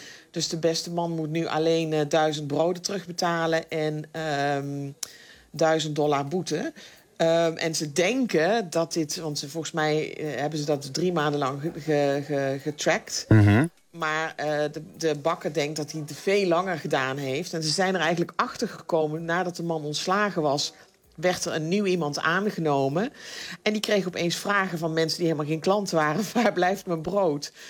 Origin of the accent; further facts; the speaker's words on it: Netherlands; Ja, en als Nederlander zijn we natuurlijk heel erg verwend met... bedenk maar, wat voor soort brood kun je in Nederland kopen? En dat is hier niet.